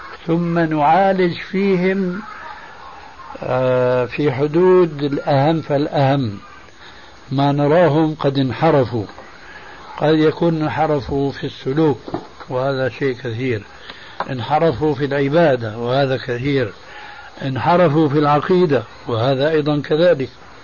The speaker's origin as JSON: {"language": "Arabic", "country": "Syria", "said": "كما يقولون عندنا في سوريا"}